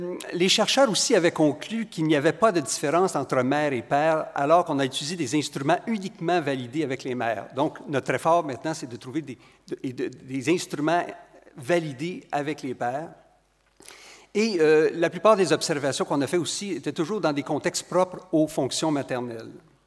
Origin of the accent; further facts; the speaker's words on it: Quebec, Canada; accent: Quebec; Vous reconnaissez mon accent du Québec.